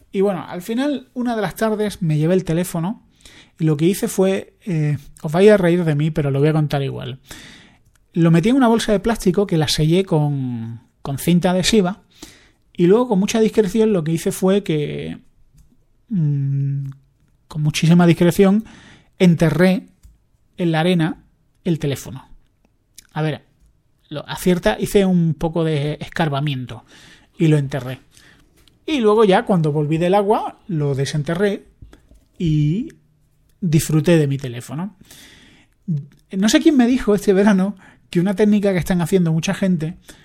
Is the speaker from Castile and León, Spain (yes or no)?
no; Andalusia, Spain; Yo que soy andaluz, voy siempre con la idea de que me van a robar.